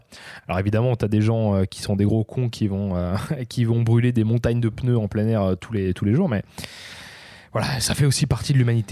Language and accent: French; France; en tant que Français, bien sûr, on est